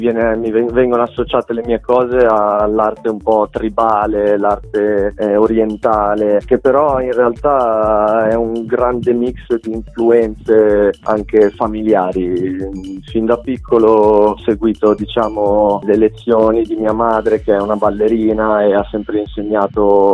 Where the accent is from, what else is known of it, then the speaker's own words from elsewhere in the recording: Bologna, Emilia-Romagna, Italy; Io sono di Bologna e qua a Bologna sono partito come disegnatore